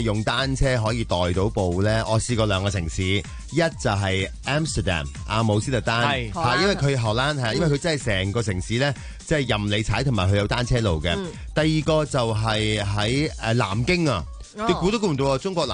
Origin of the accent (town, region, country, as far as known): Hong Kong